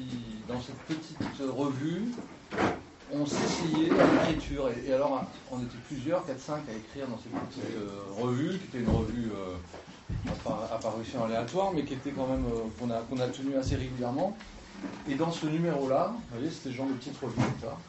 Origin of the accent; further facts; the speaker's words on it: Marseille, Provence-Alpes-Côte d'Azur, France; je viens d'arriver dans les Cévennes. Je viens de Marseille. Je pars de la ville.